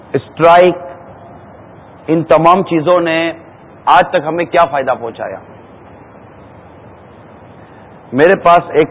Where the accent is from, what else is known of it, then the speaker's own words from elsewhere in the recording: Karachi, Sindh, Pakistan; born there; میری بھی باب المدینہ کی پیدائش ہے